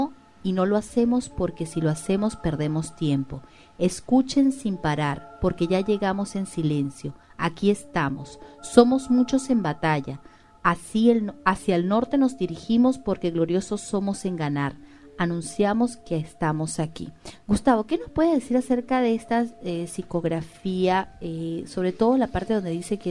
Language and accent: Spanish; Venezuela; yo no soy de Perú, yo soy de Venezuela y no tengo conocimiento, recién estoy conociendo la historia de Perú